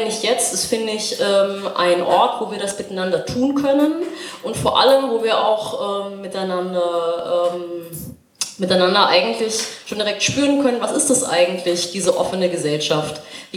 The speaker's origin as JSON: {"language": "German", "region": "Baden-Württemberg", "country": "Germany", "lives_now": "Cottbus, Germany", "said": "Ich bin eigentlich nicht aus Cottbus, ich bin eigentlich Schwäbin, ich bin auch westsozialisiert und lebe noch nicht so lange in Cottbus, ich glaube seit September 2017."}